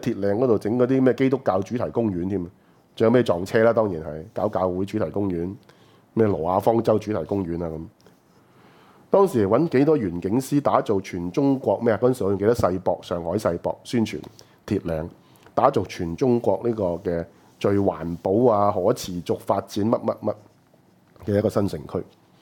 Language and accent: Cantonese; Hong Kong; 就是賺我們香港人的錢。